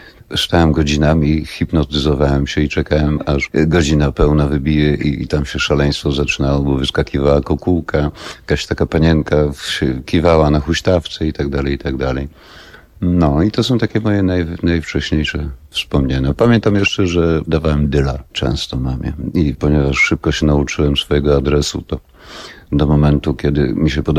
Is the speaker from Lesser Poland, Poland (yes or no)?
no; Wrocław, Lower Silesian Voivodeship, Poland; born there; ja urodziłem się we Wrocławiu, kiedy się urodziłem, rodzice mieszkali na Placu Solnym we Wrocławiu, czyli to jest taki drugi ryneczek, Rynesio.